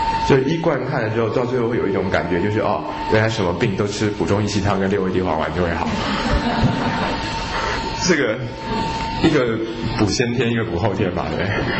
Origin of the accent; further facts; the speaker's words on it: China; 我们中国的中医都会说